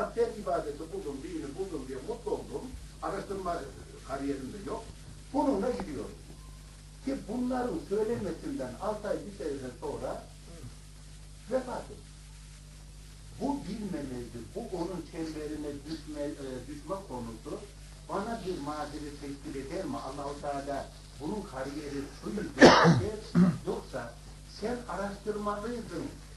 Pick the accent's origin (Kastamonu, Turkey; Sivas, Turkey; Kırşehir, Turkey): Kırşehir, Turkey; now in Ankara, Turkey; Kırşehir'de bir köyde çoban olarak yetişmişim. Hasbelkader Ankara'ya gelmişim.